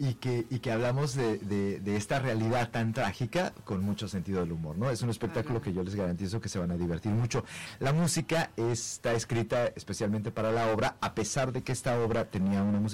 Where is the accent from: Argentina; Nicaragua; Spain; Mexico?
Mexico; Somos mexicanos y lo que van a ver además es muy mexicano